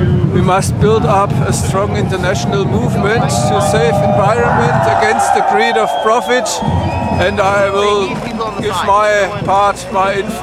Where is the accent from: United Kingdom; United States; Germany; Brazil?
Germany; English is a second language; I am from Germany.